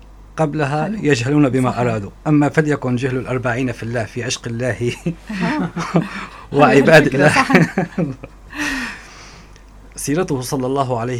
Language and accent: Arabic; Syria; وكنا دائما كسوريين لا ننظر للإنسان ما هو دينه، إنما ننظر ما هو تعامله